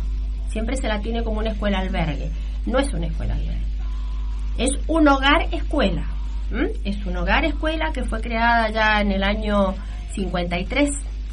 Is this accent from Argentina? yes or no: yes; Guaymallén, Mendoza, Argentina; Yo soy de Guaymallén, milito Guaymallén, trabajo en Guaymallén.